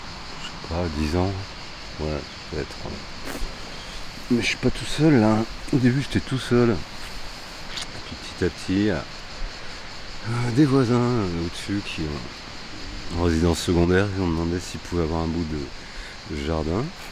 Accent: Paris, Île-de-France, France; also born or lived in Le Puy-en-Velay; Paris et le Puy, ma grand-mère, ouais.

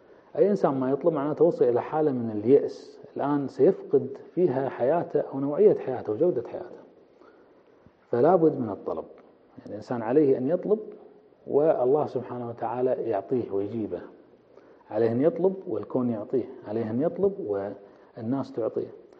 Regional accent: Kuwait; إحنا عندنا بالكويت المرأة العربية، المرأة الكويتية كذا، تتكلم كثير بس ما تطلب.

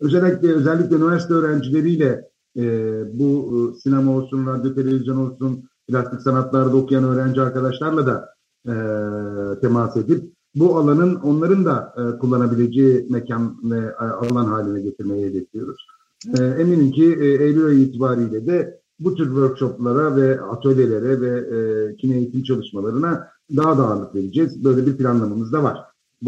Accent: İzmir, Turkey; Burada doğdum, burada büyüdüm. Üniversiteyi burada okudum. Sadece memuriyet için 2 yıl İzmir dışına çıktım. Sonra yüksek lisansla koşa koşa geri döndüm. Biz İzmirliler kentimizi çok seviyoruz.

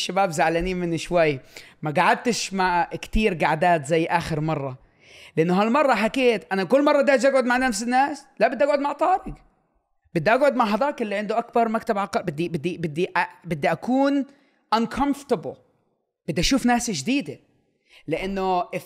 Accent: Amman, Amman Governorate, Jordan; moved away as an adult; زلمة فلسطيني الأصل، انولد وكبر بالأردن. طلعت من كبرت بالأردن لحد 18 سنة، خلصت توجيهي بالأردن، كبرت في ماركة الشمالية حي العبدالله من أجين للعمر 18 سنة، يعني خلصت توجيهي بالأردن.

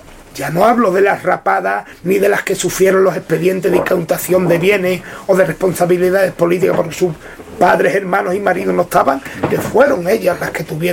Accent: Cazalla de la Sierra, Andalusia, Spain; siempre en mi pueblo, en Casalla de la Sierra.

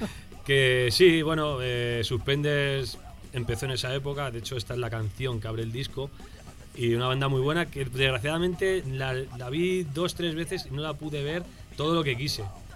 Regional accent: Alcalá de Henares, Community of Madrid, Spain; Yo me crié en una ciudad muy fascista, y de ahí que es Alcalá de Henares.

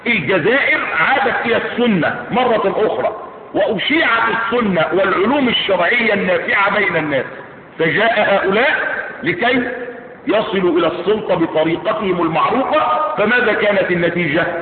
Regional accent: Egypt; انظروا في بلادنا مصر على سبيل المثال

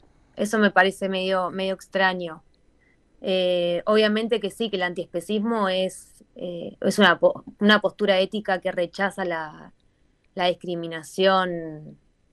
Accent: Argentina; cuando digo de dónde soy, que soy de Argentina, lo primero que me dicen es, ah, asado.

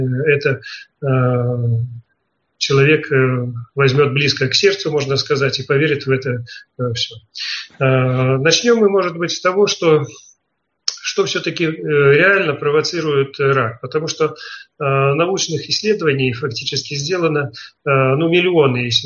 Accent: Belarus; now in Poland; я проживаю в Польше, родом я из Белоруссии

